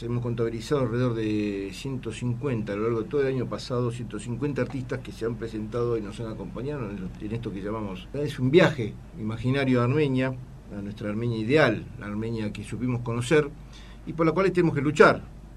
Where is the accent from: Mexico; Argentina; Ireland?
Argentina; Buenos Aires; Si bien somos argentinos también, tenemos doble nacionalidad, doble formación y luchamos por y bregamos por desarrollo nuestro personal, integrar en todos los aspectos, acá como porteños